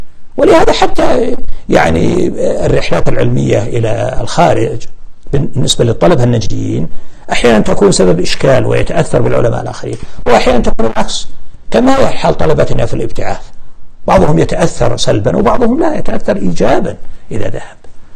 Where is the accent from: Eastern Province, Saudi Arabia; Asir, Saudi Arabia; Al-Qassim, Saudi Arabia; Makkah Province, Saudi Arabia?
Al-Qassim, Saudi Arabia; عندنا في القصيم ما عندنا سادات ولا عندنا مقابر ولا عندنا قباب على القبور أبدا